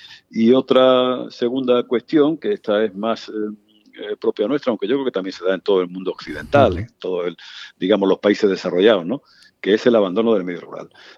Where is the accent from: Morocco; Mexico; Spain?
Spain; Extremadura; muy cerca de la frontera de mi tierra, de Extremadura